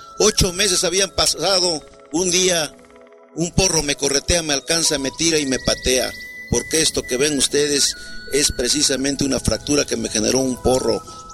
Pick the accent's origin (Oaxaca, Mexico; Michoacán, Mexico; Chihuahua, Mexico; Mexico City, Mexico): Oaxaca, Mexico; Santa María Yautepec; born there; yo nací en Oaxaca, en un pueblo que se llama Santa María Catepec, Yautepec. Mis padres, maestros de profesión, 7 hermanos … segundo de ellos